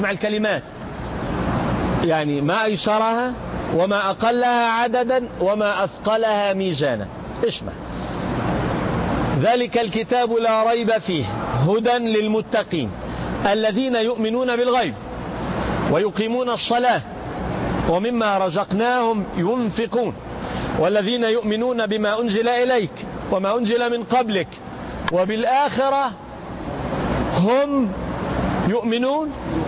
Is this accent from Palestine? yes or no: yes; Jerusalem, Palestine; عندنا في فلسطين في الأرض المقدسة نسميها العقيدة